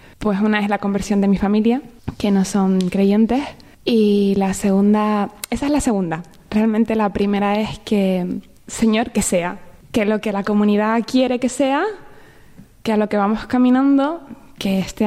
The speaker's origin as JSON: {"language": "Spanish", "town": "Tenerife", "region": "Canary Islands", "country": "Spain", "said": "Soy de Tenerife."}